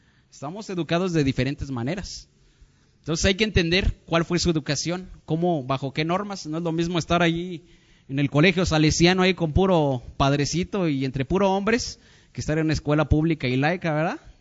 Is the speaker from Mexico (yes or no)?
yes; Mexico; somos mexicanos y nos andamos aquí uniendo con mismos mexicanos